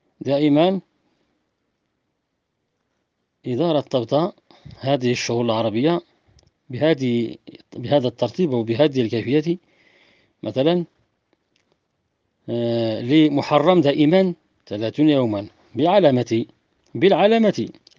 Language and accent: Arabic; Morocco; وبخلاف ما عندنا بالمغرب